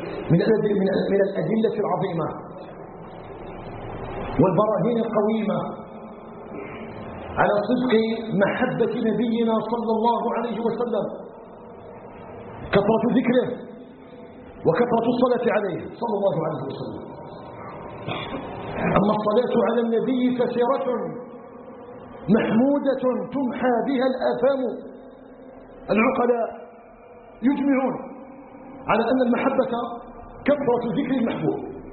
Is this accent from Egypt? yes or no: no; Algeria; أن يجعل بلدنا الجزائر بلدا آمنا مطمئنا